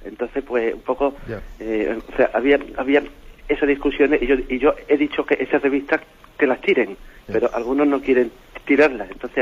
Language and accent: Spanish; Seville, Andalusia, Spain; de Sevilla.